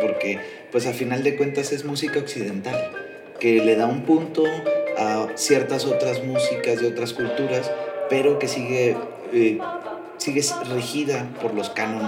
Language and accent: Spanish; Nuevo León, Mexico; Tú sabes cómo somos los regios.